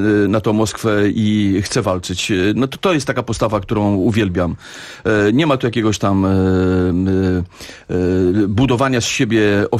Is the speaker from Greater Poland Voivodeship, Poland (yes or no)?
no; Warsaw, Masovian Voivodeship, Poland; ja jestem warszawiakiem na co dzień